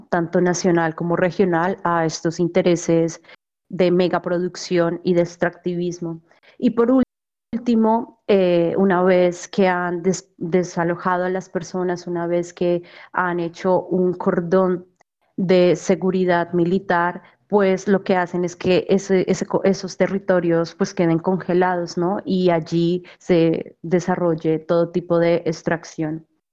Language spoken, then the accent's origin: Spanish; Cajamarca, Tolima, Colombia; Cajamarca, que es un municipio dentro del departamento del Tolima, de donde yo soy, oriunda.